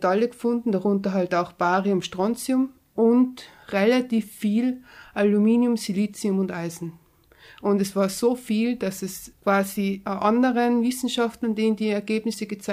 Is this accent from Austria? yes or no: yes; Tyrol, Austria; born there; Also ich bin in Tirol geboren, ich bin jetzt 30 Jahre alt